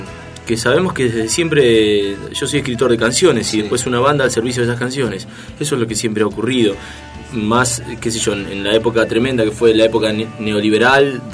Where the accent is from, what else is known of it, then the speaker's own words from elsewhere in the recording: La Plata, Buenos Aires Province, Argentina; now in Buenos Aires, Argentina; en mi caso, que me vine de La Plata